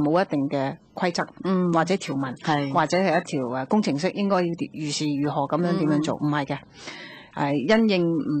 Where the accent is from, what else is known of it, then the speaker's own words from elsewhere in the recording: Guangdong, China; 佢我哋广东人有一句说话啦